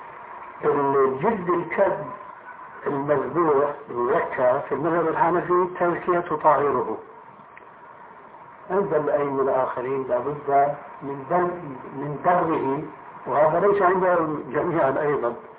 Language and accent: Arabic; Damascus, Damascus Governorate, Syria; هناك عندنا في دمشق المسجد الأموي في 4 محاريب